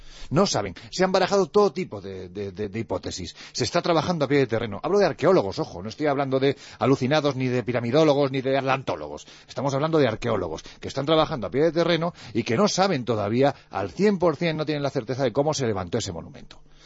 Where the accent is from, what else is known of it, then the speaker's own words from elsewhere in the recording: Andalusia, Spain; Ya sé que soy andaluz sin gracia.